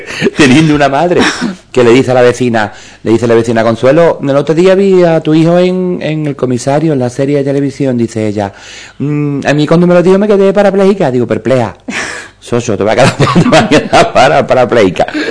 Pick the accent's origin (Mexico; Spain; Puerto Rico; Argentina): Spain; Jerez de la Frontera, Andalusia; Yo soy de Jerez, como te acabo de decir.